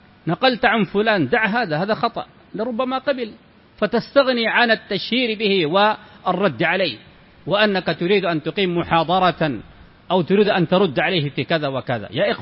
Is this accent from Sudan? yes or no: yes; Sudan; موجود عندنا في السودان